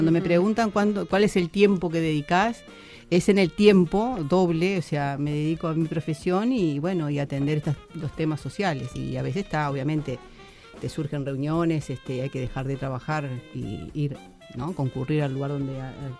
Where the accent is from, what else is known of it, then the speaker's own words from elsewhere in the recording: Uruguay; Siempre me sentí locataria, amo mi barrio. Tuve oportunidades de emigrar, como muchos uruguayos han emigrado, pero siempre decidí quedarme